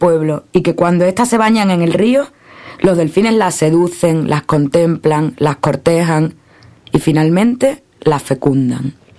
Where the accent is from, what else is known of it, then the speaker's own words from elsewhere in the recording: Cádiz, Andalusia, Spain; now in Cuba; Soy andaluza, de Cádiz. Vivo en Cuba, bueno, en realidad vivo en una escuela internacional en Cuba donde vive gente de todo el mundo.